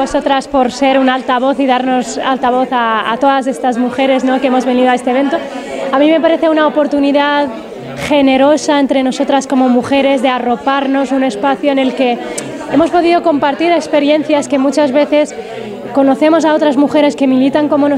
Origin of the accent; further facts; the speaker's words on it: Western Sahara; como saharaui, porque soy del Sahara Occidental y entonces nuestro país está ocupado por Marruecos.